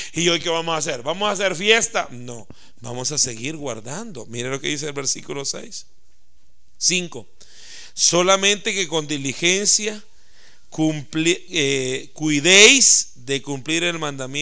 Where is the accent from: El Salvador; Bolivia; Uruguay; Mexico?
El Salvador; Así somos la cultura salvadoreña, así somos. Y yo, con esa cultura salvadoreña